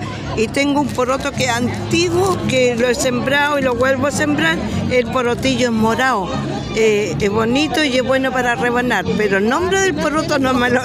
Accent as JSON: {"language": "Spanish", "town": "Tomé", "region": "Biobío", "country": "Chile", "said": "Ya, yo soy de Tomé, de la octava región."}